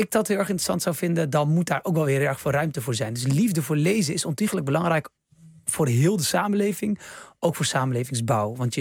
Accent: Netherlands; born there; Ja, ik heb Marokkaanse roots. Ik ben geboren in Nederland, maar al mijn broers en zussen in Marokko.

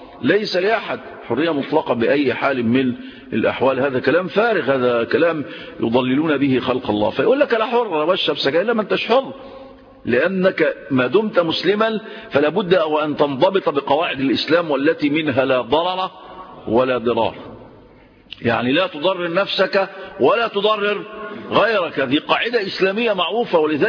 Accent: Egypt; عندنا في مصر 20 مليون مدخن

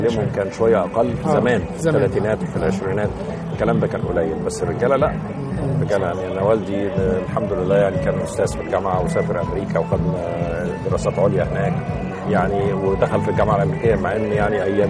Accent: Cairo, Cairo Governorate, Egypt; انا، اصلا ابويا من القليوبيه، يعني اصلا بس احنا اتربينا واتولدنا كلنا في القاهره.

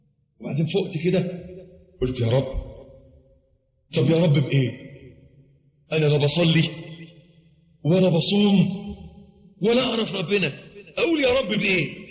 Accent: Egypt; عندنا في مصر معلش تلاقي الواد الميكانيكي طول الأسبوع مزيت

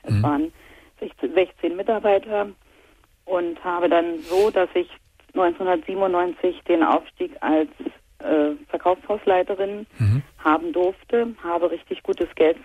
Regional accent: East Germany, Germany; ich komme aus dem Osten und zu der Zeit sind ja hier im Osten Kaufhäuser aus dem Boden geschossen

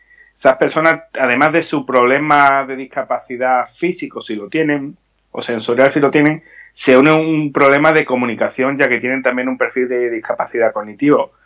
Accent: Seville, Andalusia, Spain; Hombre, en mi tierra, yo soy sevillano

